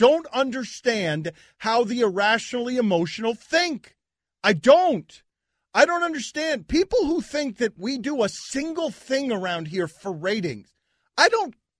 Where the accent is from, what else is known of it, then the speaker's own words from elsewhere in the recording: Jersey City, New Jersey, United States; born there; Yeah, I was born in Jersey City, actually.